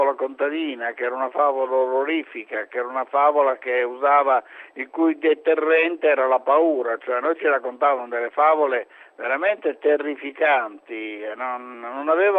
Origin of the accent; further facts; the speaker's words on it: Bologna, Emilia-Romagna, Italy; born there; Io sono nato nel 1938 a Bologna, e quindi è evidente che, essendo nato praticamente nel periodo immediatamente prebellico, ho trascorso i primi anni della mia esistenza, per motivi proprio bellici, sfollato in campagna.